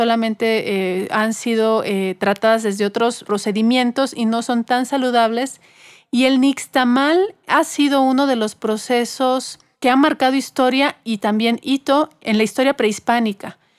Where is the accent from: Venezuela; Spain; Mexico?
Mexico; Creo que tenemos una gran ventaja como mexicanos de tener aquí en territorio mexicano a la tortilla